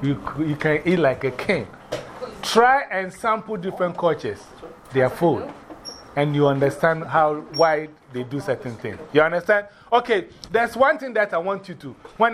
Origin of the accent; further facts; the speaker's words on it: Ghana; I come from Ghana. And in Ghana, we also, some of the villages I've been